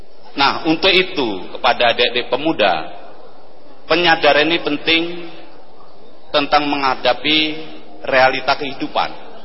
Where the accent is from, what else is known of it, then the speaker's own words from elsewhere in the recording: Bantul, Special Region of Yogyakarta, Indonesia; Asli saya dari Bantul, Pak.